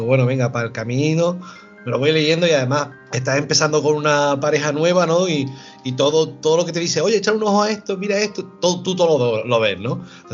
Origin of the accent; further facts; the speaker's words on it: Lucena, Andalusia, Spain; viviendo en mi tierra, viviendo en Lucena, en Córdoba